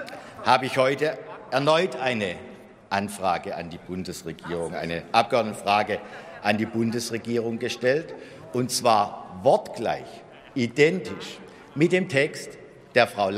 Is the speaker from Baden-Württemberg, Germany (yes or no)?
yes; Heilbronn, Baden-Württemberg, Germany; Impfbus in meiner Heimatstadt Heilbronn wird von militanten Impfgegnern blockiert.